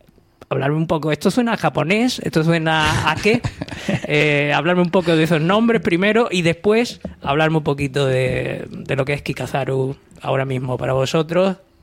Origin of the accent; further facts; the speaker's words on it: Coín, Andalusia, Spain; de mi pueblo, de Coín. O sea, un coíno ahí entre estos granaínos